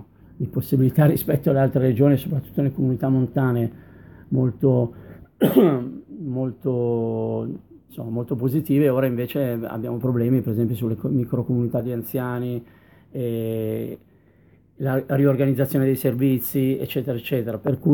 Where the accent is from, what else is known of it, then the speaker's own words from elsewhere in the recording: Milan, Lombardy, Italy; da milanese start-upper